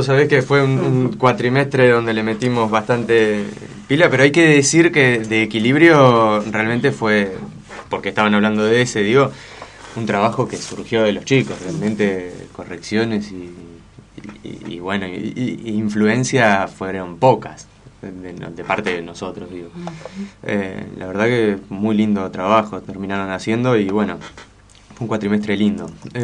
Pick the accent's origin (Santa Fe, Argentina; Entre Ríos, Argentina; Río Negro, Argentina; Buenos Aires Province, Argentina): Río Negro, Argentina; El Bolsón; also born or lived in Buenos Aires; Sí, en realidad en Bolsón estoy hace poco tiempo, relativamente, digamos. O sea, yo soy de Bolsón, pero de alguna manera me fui a trabajar, a estudiar a Buenos Aires y volví el año pasado.